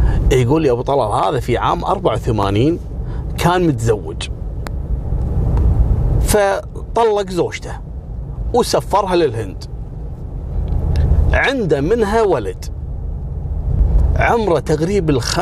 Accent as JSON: {"language": "Arabic", "country": "Kuwait", "said": "يعني من أنجح مدراء الفنادق في الثمانينات عندنا في الكويت"}